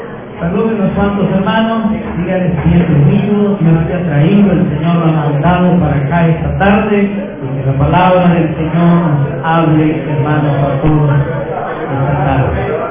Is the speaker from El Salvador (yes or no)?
yes; El Salvador; Como buenos salvadoreños, como malos salvadoreños.